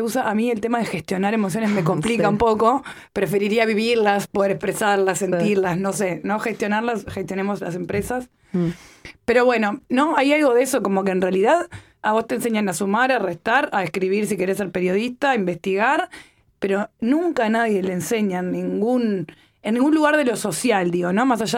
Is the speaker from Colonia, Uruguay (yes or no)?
no; Montevideo, Uruguay; siendo uruguaya, digamos, o montevideana.